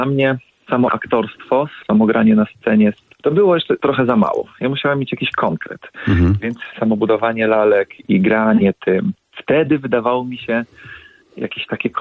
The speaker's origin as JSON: {"language": "Polish", "town": "Brzeg", "region": "Opole Voivodeship", "country": "Poland", "said": "Bo ja jestem z małego miasteczka, z miasteczka w województwie opolskim, chyba najmniejsze województwo w naszym kraju, z Brzegu."}